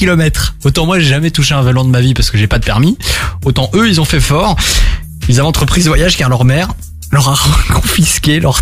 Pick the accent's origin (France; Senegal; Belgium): Belgium; Troisième et dernière info, chez nous en Belgique